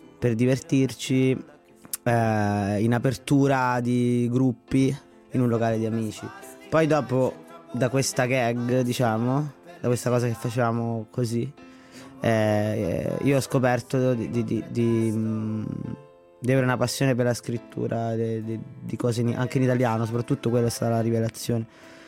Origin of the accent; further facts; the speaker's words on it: Latina, Lazio, Italy; Io sono di Latina innanzitutto